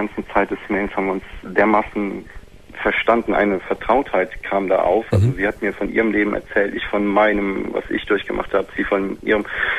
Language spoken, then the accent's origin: German; Rhineland-Palatinate, Germany; ich komme aus dem Westerwald.